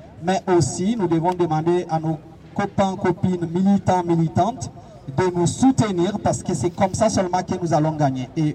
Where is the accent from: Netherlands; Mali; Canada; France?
France; moi, en tant que français, je me sens concerné par sa mort. Et ça se passe chez moi